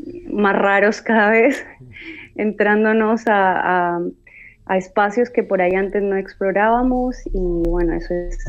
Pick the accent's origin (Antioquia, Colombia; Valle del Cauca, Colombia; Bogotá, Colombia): Valle del Cauca, Colombia; Cali; yo soy de Cali, una ciudad que es muy salsera, adoptó la salsa como música propia